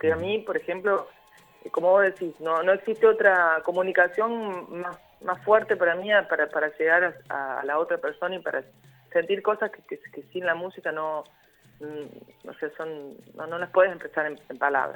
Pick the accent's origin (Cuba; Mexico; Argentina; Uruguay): Argentina; Córdoba; Yo soy del interior de Córdoba, no soy de Córdoba capital. Entonces, para cuando yo vine en el 89, terminé el secundario y vine acá y para mí era todo nuevo.